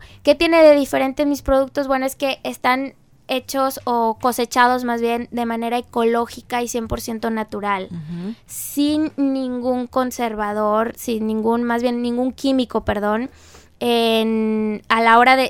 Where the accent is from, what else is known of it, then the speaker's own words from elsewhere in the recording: Tantoyuca, Veracruz, Mexico; Es chocolate de Tanto Yuca. De allá soy yo. Mi abuelita lo hizo, Tanto Yuca, Veracruz, así es